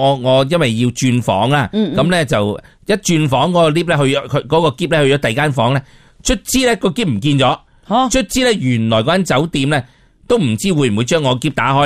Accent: Hong Kong; 咧我哋香港人去到日本咧，而家有少少被歧视啦。

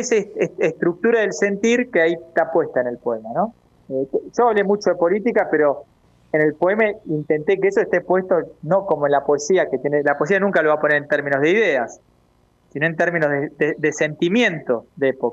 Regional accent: Argentina; para nosotros como argentinos

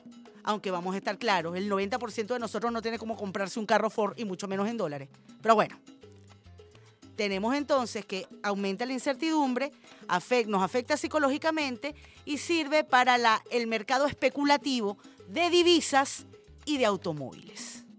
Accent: Venezuela; con los consumistas que somos los venezolanos

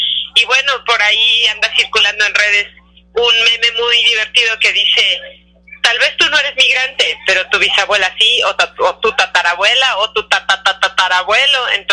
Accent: Mexico; Creo que como mexicanos podemos sacar adelante este país.

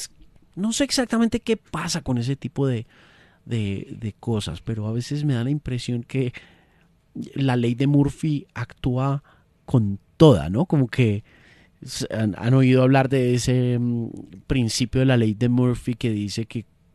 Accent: Colombia; Somos colombianos, orgullosamente colombianos.

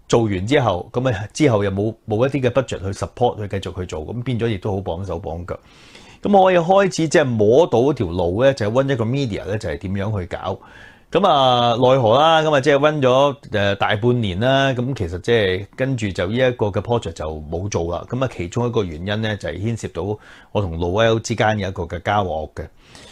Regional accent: Hong Kong; 亦都係即係我哋香港人做嘢個性格

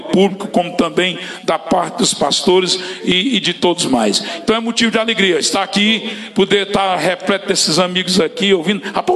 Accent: Sobral, Ceará, Brazil; now in Forquilha, Brazil; a gente todos nós aqui, essa velha guarda, éramos de Sobral, somos de Sobral, nascidos em Sobral.

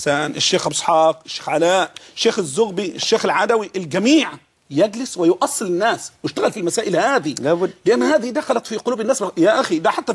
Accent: Egypt; احنا عندنا في السواد الاعظم عندنا في مصر بطالة اختيارية

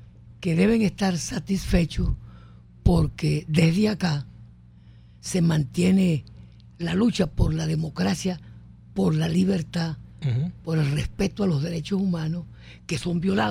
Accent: Falcón, Venezuela; Me inscribieron los que sabían de comunismo en mi pueblo, en Falcón.

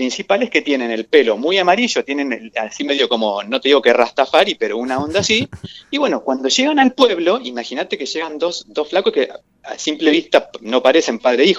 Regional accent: Gualeguaychú, Entre Ríos, Argentina; Yo soy originario de Gualeguaychú, mi familia es de allá.

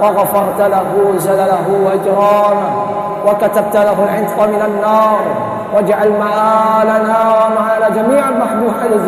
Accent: Indonesia; خصوصا في بلدتنا اندونيسيا يا رب العالمين.

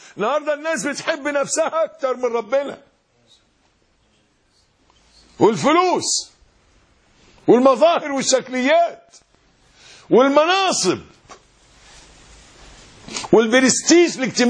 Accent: Egypt; يبقى لو حد زي عادتنا كمصريين نحن بيحلفوا بالنبي

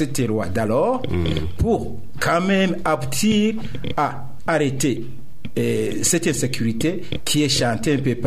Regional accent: Burundi; Mais d'abord, notons que je suis burundais.

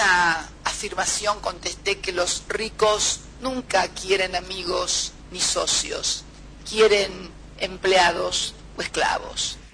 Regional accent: Argentina; Y en mi país muchos decían que en realidad no nos convenía a los argentinos conformar el Mercosur

